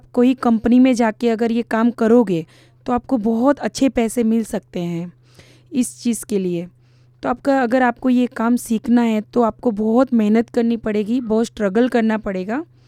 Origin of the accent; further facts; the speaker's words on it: Ahmedabad, Gujarat, India; मैं अहमदाबाद से बिलोंग करती हूँ और मेरा बर्थ जमालपुर चारस्ता म्यूनसिपल्टी कॉरपोरेशन में हुआ था और मैं वहीं की रहने वाली हूँ। मैं वहीं रहती हूँ अहमदाबाद में